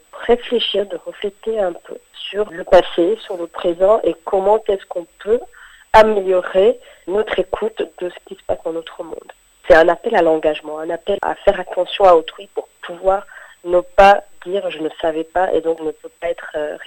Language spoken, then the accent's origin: French; Rwanda; cette cicatrice qui fait partie de notre histoire en tant que Rwandais